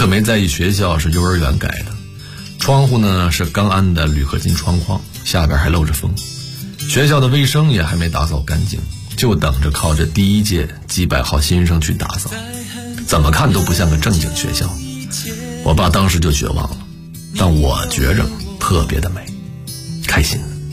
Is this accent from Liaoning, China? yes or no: yes; Anshan, Liaoning, China; accent: Anshan dialect; also born or lived in Shenyang; 鞍山跟沈阳相距也就180公里，按现在来说这也能叫流浪，但我那时就是觉得我愿意这么想。在沈阳，我的鞍山话口音显得非常重